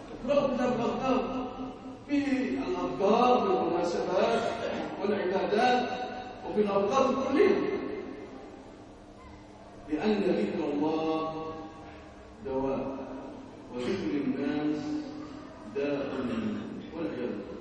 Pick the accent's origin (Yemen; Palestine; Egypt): Egypt; ارزق بلادنا مصر الامن والامان